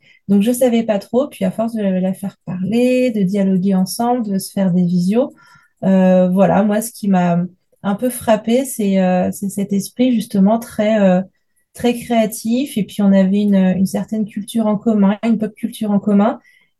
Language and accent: French; Lyon, Auvergne-Rhône-Alpes, France; je viens de Lyon en France.